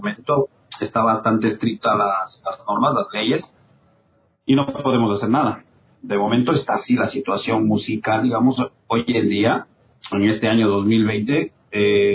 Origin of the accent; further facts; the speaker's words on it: Cuenca, Azuay, Ecuador; está Clever, que somos cuencanos.